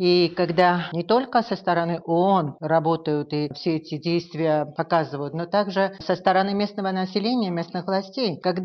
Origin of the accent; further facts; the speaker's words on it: Armenia; я как первая армянка, которая туда поехала